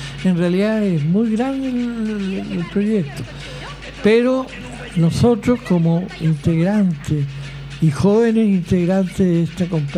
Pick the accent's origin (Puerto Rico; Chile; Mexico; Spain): Chile; el mensaje que nos deja de alegría como chilenos.